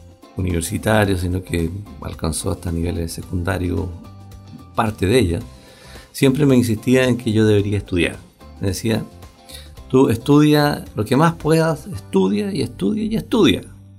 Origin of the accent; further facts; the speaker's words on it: Lanco, Los Ríos, Chile; now in Valdivia, Chile; Valdiviano, casi valdiviano, de la región. Yo me crié, bueno, nacido y criado en Lanco.